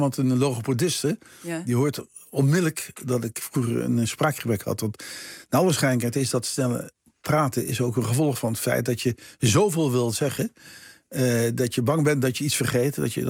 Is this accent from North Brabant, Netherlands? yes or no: yes; Bergen op Zoom, North Brabant, Netherlands; Ik ben opgegroeid in Bergen-op-Zoom.